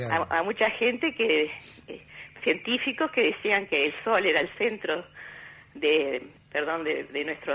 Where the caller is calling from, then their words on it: Punta Gorda, Montevideo, Uruguay; de Punta Gorda.